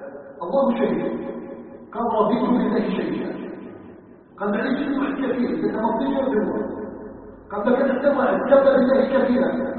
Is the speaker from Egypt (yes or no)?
no; Algeria